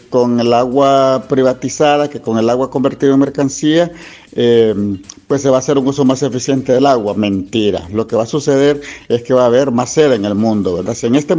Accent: Honduras; como un derecho a la existencia que tenemos todos, como hondureños y hondureñas

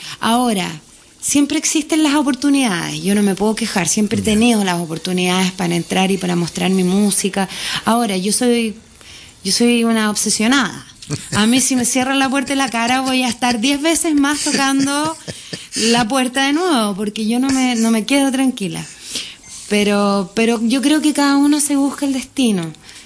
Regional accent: Curicó, Maule, Chile; Yo soy curicana. Curicana, yo soy de Curicó, sí.

